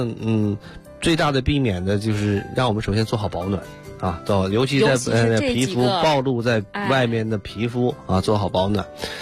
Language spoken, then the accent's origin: Chinese; Northeast China, China; 你比如说我小的时候这个又在东北长大